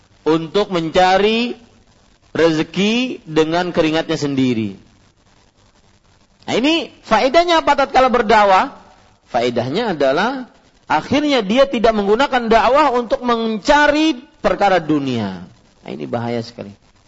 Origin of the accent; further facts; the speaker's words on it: Kalimantan, Indonesia; kalau saya masih mending orang Kalimantan mau masuk ke rumah beliau pakai bahasa Indonesia boleh